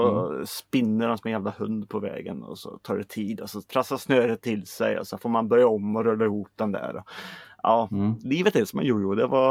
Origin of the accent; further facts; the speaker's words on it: Sweden; det är vår nu och vi är svenskar, vi ska klaga.